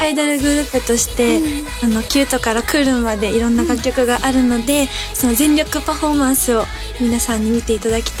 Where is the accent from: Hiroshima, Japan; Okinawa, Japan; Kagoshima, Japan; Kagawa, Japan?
Okinawa, Japan; はい、沖縄県から来ました、